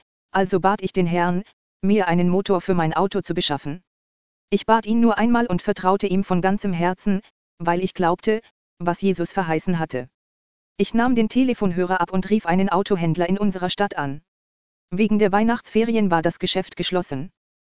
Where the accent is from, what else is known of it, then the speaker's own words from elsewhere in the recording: Austria; Wir schafften es, in mein Heimatland, Österreich, zurückzutrampen.